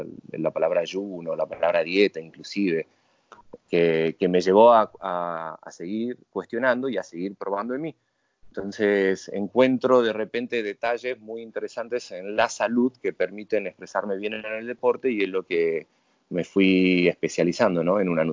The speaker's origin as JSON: {"language": "Spanish", "region": "Tucumán", "country": "Argentina", "tie": "born or raised there", "said": "estudié en la Universidad del Norte de Santo Tomás de Aquino en Tucumán, mi provincia natal."}